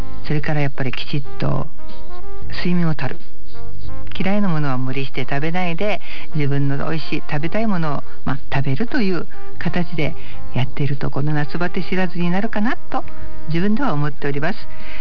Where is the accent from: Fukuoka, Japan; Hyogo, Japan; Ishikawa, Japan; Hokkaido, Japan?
Ishikawa, Japan; Kanazawa; 私は6月に地元金沢で生配信ライブを させていただいたんですが